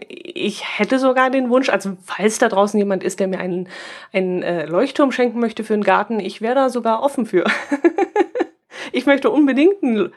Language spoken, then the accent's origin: German; Bavaria, Germany; wir sind Allgäuer und keine Bayern, was natürlich Quatsch ist, wir sind natürlich Bayern.